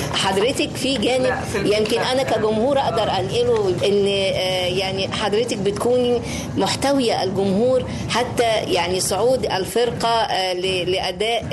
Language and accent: Arabic; Egypt; يعني إلينا نحن كمصريين أولا ثم إلى الآخر بعد ذلك